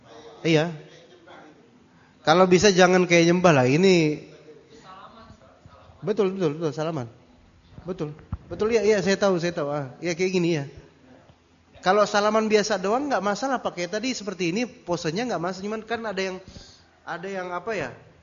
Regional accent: Java, Indonesia; Oh, enggak bisa, saya orang Jawa kok. Kan emang Pulau Jawa kan kayak gitu orang-orang.

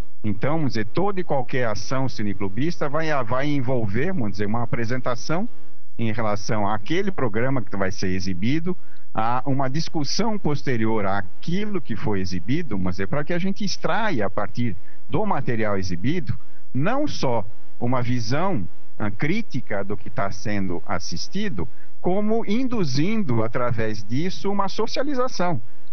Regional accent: São Paulo, Brazil; now in Natal, Brazil; Atualmente eu estou em Natal, mas como foi dito, a minha vida inteira foi aqui em São Paulo. Sou paulista, paulistano, ex-professor da USP

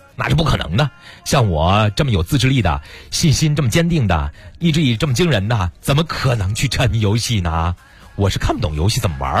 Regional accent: Pinggu, Beijing, China; 对你像我们老家平谷不就有一个那个玻璃栈道那个桥吗？

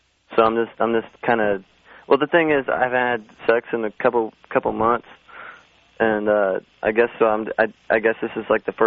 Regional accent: Midwest, United States; now in California, United States; I'm from the Midwest.

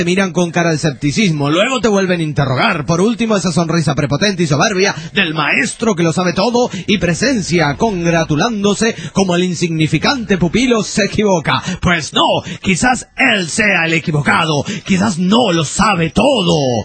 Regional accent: La Plata, Buenos Aires Province, Argentina; Soy platense, es decir, de La Plata, provincia de Buenos Aires, República Argentina.

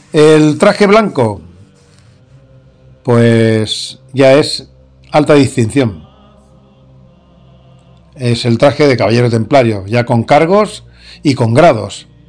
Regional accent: Barcelona, Catalonia, Spain; Pero soy barcelonés. Nací en Barcelona en el año 1962. Y defiendo Cataluña.

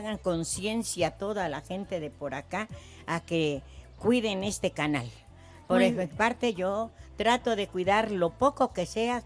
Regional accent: Veracruz, Mexico; pues aquí pues yo llegué a vivir, vengo del estado de Veracruz donde es mucha vegetación

